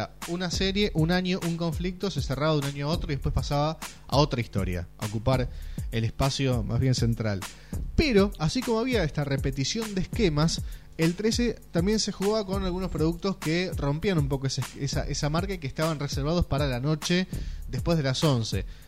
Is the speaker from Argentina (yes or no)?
yes; Argentina; lo que nos sucedía como país, una Argentina que estaba en el infierno total.